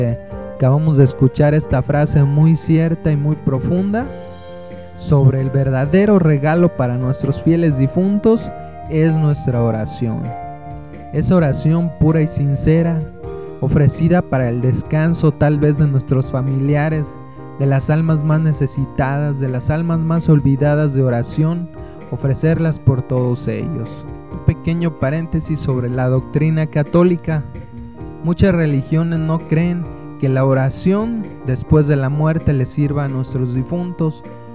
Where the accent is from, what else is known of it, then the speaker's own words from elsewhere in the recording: Mexico; rescatamos nuestras tradiciones como mexicanos